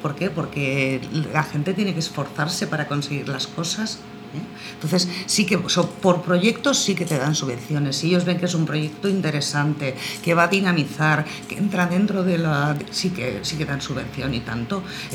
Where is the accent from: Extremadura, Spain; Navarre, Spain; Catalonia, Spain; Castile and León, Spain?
Catalonia, Spain; Barcelona; yo soy de Nou Barris y que Nou Barris está en Barcelona